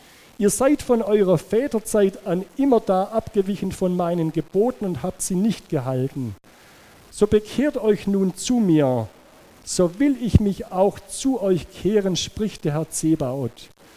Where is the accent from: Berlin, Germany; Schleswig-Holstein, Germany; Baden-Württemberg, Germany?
Baden-Württemberg, Germany; Ich komme aus dem Schwäbischen, da weiß man, wie man geizig sein kann.